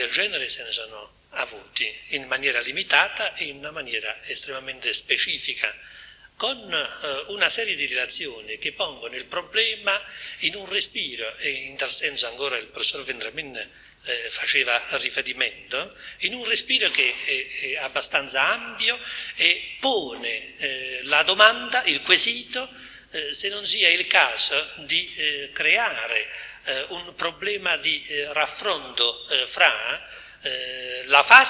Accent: Southern Italy, Italy; Io vengo dal Mezzogiorno. Forse sono l'unico che viene da giù a questo convegno

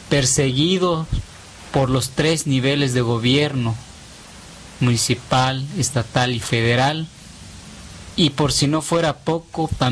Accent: Xochistlahuaca, Guerrero, Mexico; born there; En el ejido donde yo nací, en el ejido de Xochislahuaca, he participado en la defensa de nuestro territorio

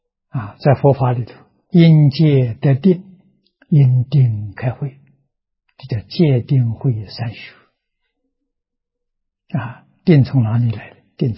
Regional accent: China; 我们中国人讲到家了啊，说功夫到家了啊

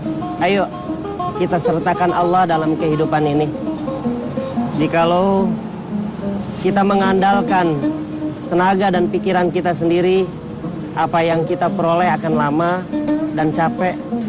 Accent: Cikampek, West Java, Indonesia; born there; Saya lahir di Cikampek.

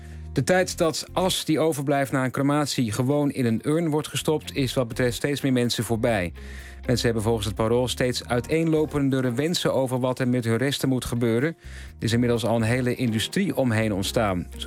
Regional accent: Overijssel, Netherlands; ik kom dan niet uit Zeeland, maar uit Overijssel.

